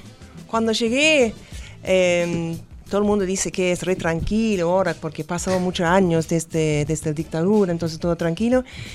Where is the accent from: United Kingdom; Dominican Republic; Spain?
United Kingdom; Wales; Spanish is a second language; now in Argentina; Sí, soy de Gales, de Gran Bretaña. Pero vivo acá desde 2001 en este país.